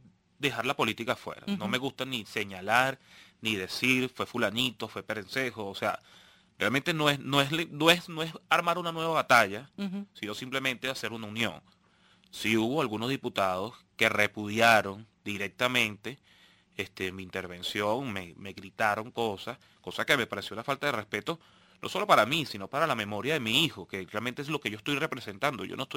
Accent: Venezuela; Yo simplemente soy un venezolano más

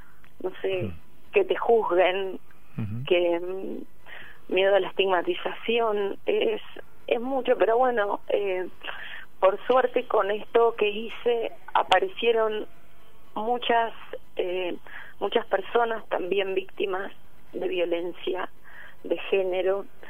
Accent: Tandil, Buenos Aires Province, Argentina; Yo soy de acá, nací acá, estuve trabajando en Mar del Plata mucho y en Buenos Aires. Pero en este momento estoy acá.

